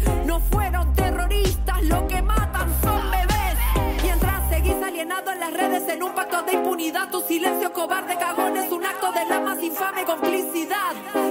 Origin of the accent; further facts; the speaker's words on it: Argentina; Como mujer argentina, judía, hija de desaparecido